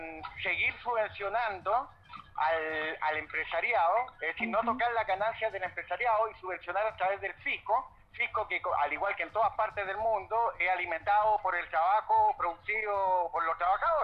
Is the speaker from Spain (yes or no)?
no; Chile; en nombre del pueblo chileno